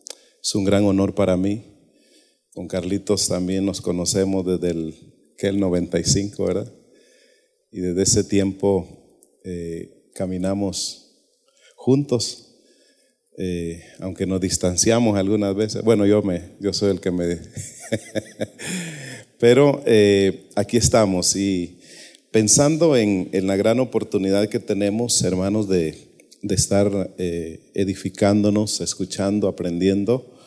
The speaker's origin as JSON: {"language": "Spanish", "region": "Olancho", "country": "Honduras", "moved": "yes", "said": "soy hondureño del departamento de Olancho, pero por la voluntad de Dios vine a este país. Ya voy para 8 años de estar aquí por segunda vez"}